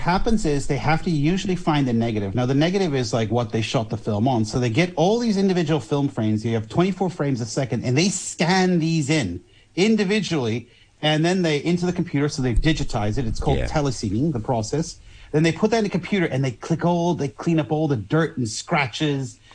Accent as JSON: {"language": "English", "country": "Netherlands", "said": "And as you know, I am from Holland."}